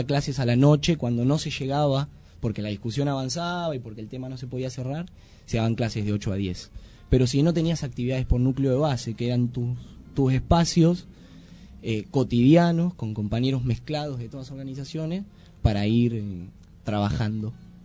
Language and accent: Spanish; Buenos Aires, Argentina; A esto sumado la estigmatización con la cual vamos los argentinos y más los que venimos de Buenos Aires, ¿no?